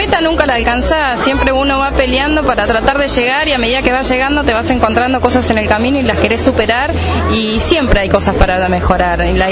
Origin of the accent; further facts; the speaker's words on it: Buenos Aires Province, Argentina; Como todo bonaerense, con agua por todos lados.